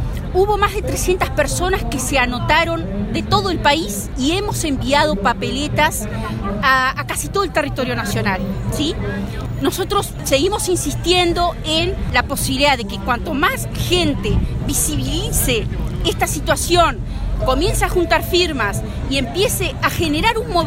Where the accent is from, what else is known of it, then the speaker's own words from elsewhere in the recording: Uruguay; como uruguayos que somos, no lo podemos permitir